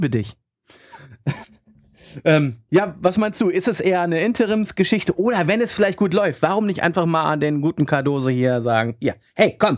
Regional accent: Hamburg, Germany; Ich würde als Hamburger sagen, zwar ein Erzrivale

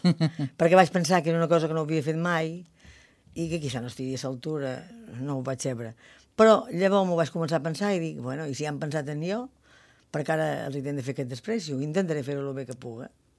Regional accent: Jesús, Balearic Islands, Spain; Les festes del meu poble. Un poble que ha crescut molt, però que encara conserva moltes costums d'abans.

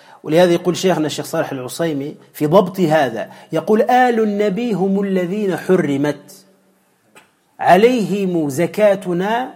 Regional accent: Tunisia; وعندنا في تونس موجودون

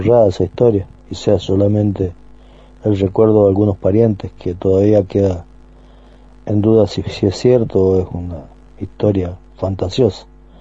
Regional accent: San Rafael, Mendoza, Argentina; Les estoy saludando y les estoy diciendo que soy de San Rafael Mendoza

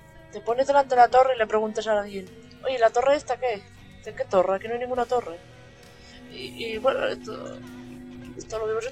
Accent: England, United Kingdom; first language English; Spanish is a second language; Sí. No, bien. Soy inglesa.

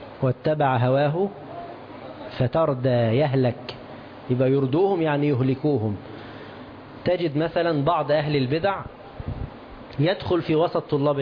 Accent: Egypt; تعرفون الجنيه عندنا في مصر

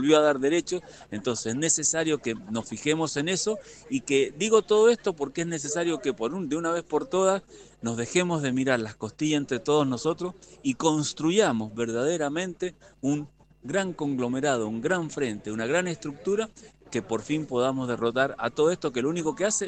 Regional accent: Argentina; todos nosotros, como ciudadanos, como argentinos, como patriotas, como militantes, estamos en libertad condicional.

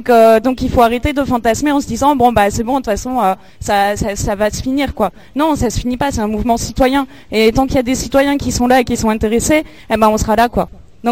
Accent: Perpignan, Occitanie, France; moi je suis pas d'ici, on est de Perpignan

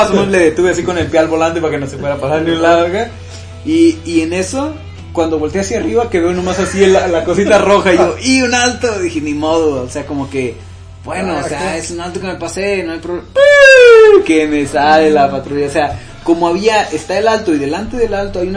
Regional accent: Michoacán, Mexico; No, soy de Michoacán.

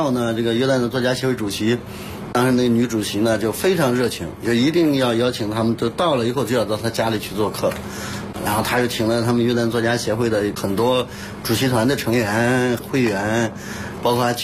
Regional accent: China; 那我们中国人喝完咖啡就睡不着觉了

